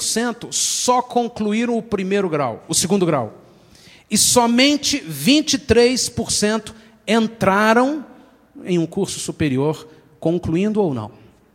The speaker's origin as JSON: {"language": "Portuguese", "country": "Brazil", "said": "Mas nós temos na nossa cultura uma qualidade maravilhosa como brasileiros, que é a do improviso. Nós somos muito feras no improviso."}